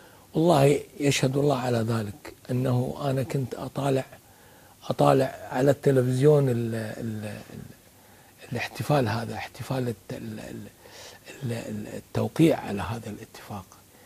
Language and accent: Arabic; Kuwait; هاي لهجتنا احنا بالكويت، يعني اكيد انتم عندكم في اليمن لهجة اخرى اكثر فصاحة منا احنا